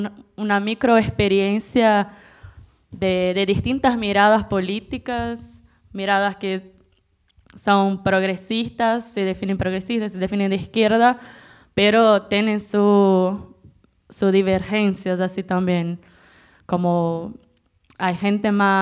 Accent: Brazil; Spanish is a second language; now in Buenos Aires, Argentina; somos brasileños de izquierda en Buenos Aires.

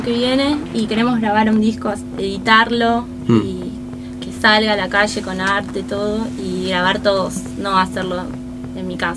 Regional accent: Lanús, Buenos Aires Province, Argentina; Mi hermano y yo somos de Lanús.

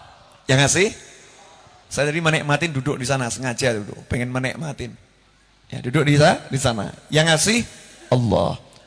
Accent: Indonesia; kita orang Indonesia ngerti

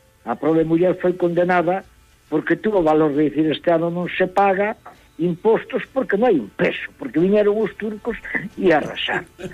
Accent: Galicia, Spain; eu son galego dependente, eu necesito de Galicia.

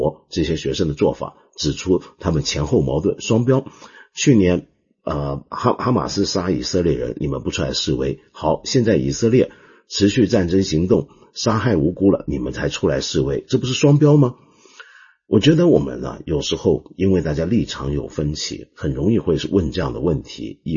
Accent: Hong Kong; 我们香港人广东人叫六嘎床啊

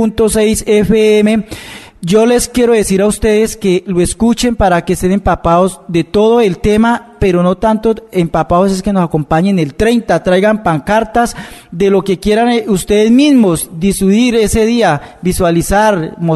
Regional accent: Colombia; Y yo como colombiano, como concejal de municipio de Zipacón

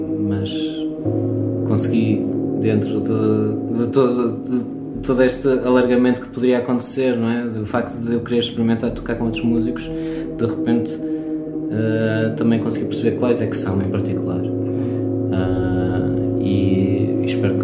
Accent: Leiria, Portugal; now in Porto, Portugal; Eu vim de Leiria, quando cheguei ao Porto vinha com mais umas pessoas de Leiria

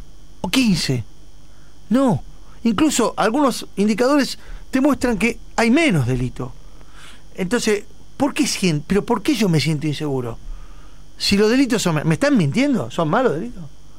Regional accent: Buenos Aires, Argentina; Yo soy de Flores, del barrio de Flores.

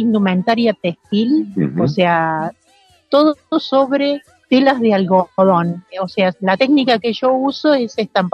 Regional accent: Córdoba, Argentina; De Córdoba capital.

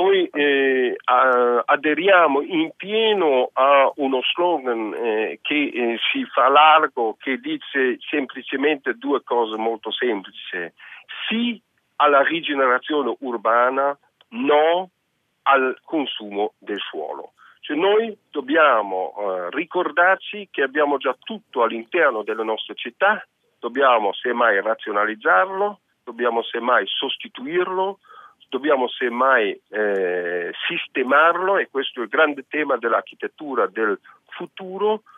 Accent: Germany; Italian is a second language; Ecco, io non cito da buon tedesco, non voglio citare subito la Germania

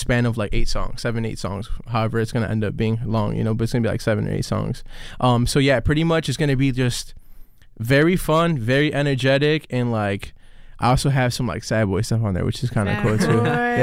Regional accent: Chicago, Illinois, United States; Like I was raised in Humboldt Park, so I couldn't go out much.

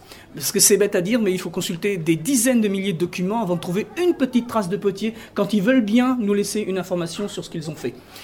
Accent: Normandy, France; je suis prof d'histoire-géo au lycée Alain, à Alençon, dans le sud de la Normandie, aux limites de la Sarthe. Et évidemment, je suis originaire de la Manche

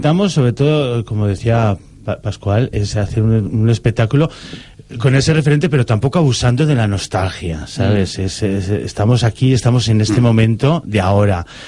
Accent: Valencia, Valencian Community, Spain; Bueno, muy nuestro, porque yo también me considero valenciano.

